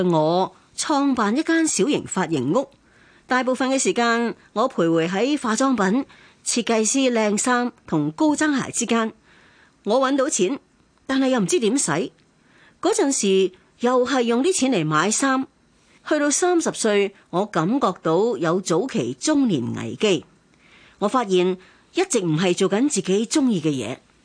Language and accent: Cantonese; Hong Kong; 我哋香港人